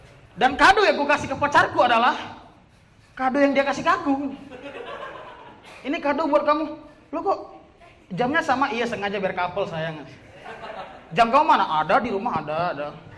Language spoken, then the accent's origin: Indonesian; Medan, North Sumatra, Indonesia; aku dari Medan, teman-teman.